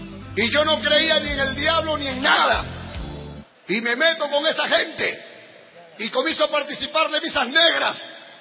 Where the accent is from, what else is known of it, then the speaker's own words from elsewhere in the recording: Lima, Peru; born there; Hermanos, yo soy peruano, como usted, como cualquier hermano que está acá. Yo nací en Lima y quise prosperar y quise salir adelante.